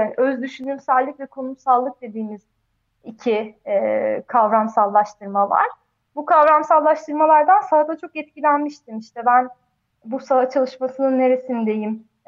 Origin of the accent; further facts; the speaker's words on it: Çorum, Turkey; born there; now in Ankara, Turkey; benim doğduğum yer, ben işte Çorum'da doğdum. Sonra ben bir sürü şehirde yaşadım. Sonra Ankara'ya geldim.